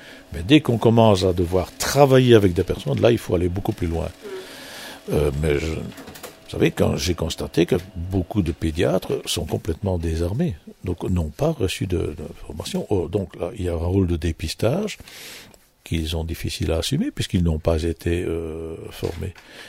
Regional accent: Wallonia, Belgium; Nous avons par exemple chez nous en Wallonie

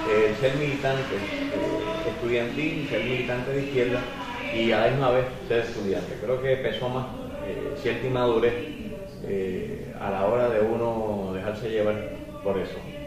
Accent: Orocovi, Puerto Rico; also born or lived in Río Piedras; yo muy jovencito salí de Orocovi, vine a estudiar a Río Piedras, a la Escuela Vilamayo, y mi familia se traslada de Orocovi a Río Piedras

